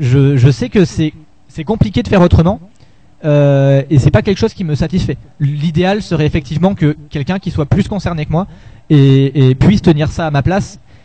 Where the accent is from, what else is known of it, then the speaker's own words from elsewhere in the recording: Lyon, Auvergne-Rhône-Alpes, France; je suis de Lyon et que je rentre à Lyon, voilà.